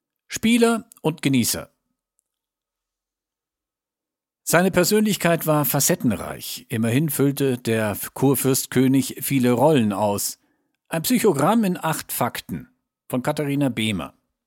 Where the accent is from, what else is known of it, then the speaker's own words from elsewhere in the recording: Saxony, Germany; Als Sachse, der mit dem Mythos groß geworden ist, hätte ich ihn gerne gefragt, wie viele Kinder er wirklich gehabt hat.